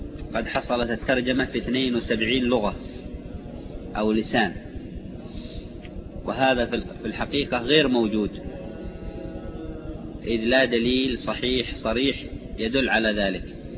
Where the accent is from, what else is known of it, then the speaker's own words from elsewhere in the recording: Yemen; من لغات العرب الحميرية التي فيها فروع كلغات أهل المهرة عندنا في اليمن